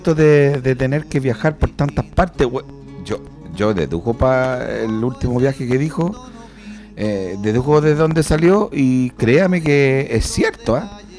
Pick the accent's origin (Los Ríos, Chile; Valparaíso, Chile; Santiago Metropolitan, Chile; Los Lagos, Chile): Santiago Metropolitan, Chile; Puente Alto; born there; Yo soy nacido en Puente Alto, pero mi madre para llegar a Puente Alto recorrió muchos lugares para situarse en una toma en la Pedro Aguirre Cerda, de donde yo nací.